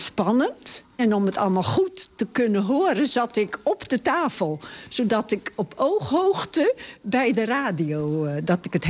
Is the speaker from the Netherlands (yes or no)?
yes; Haamstede, Zeeland, Netherlands; ik kom uit Haamstede, waar ik ook geboren ben.